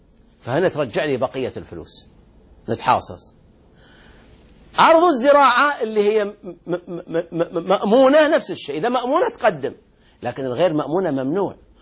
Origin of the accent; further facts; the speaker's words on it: Al-Ahsa, Eastern Province, Saudi Arabia; عندنا في الأحساء في الرطب في التمر وكذا